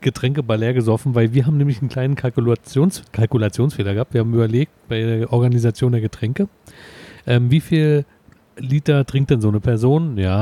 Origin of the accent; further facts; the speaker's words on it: Berlin, Germany; Also als Berliner kenne ich die nur als Marienkirche.